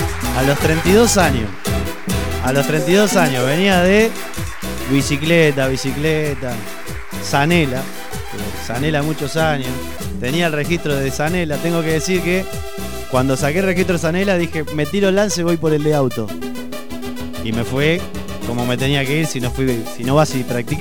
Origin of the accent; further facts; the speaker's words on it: Argentina; que es la cumbia villera, que nos identifica como argentino